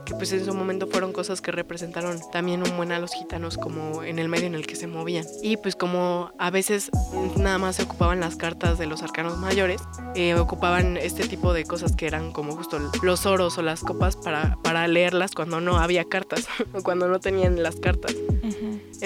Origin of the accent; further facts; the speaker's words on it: Oaxaca, Mexico; me fue a visitar a Oaxaca, de donde yo soy.